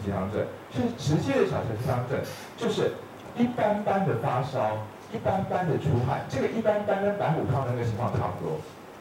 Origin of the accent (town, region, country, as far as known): Taiwan